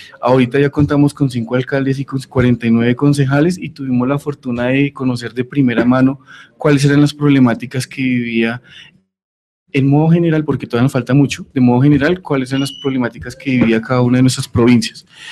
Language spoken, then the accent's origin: Spanish; Funza, Cundinamarca, Colombia; soy del municipio de Funza, de la provincia de Sabana Occidente.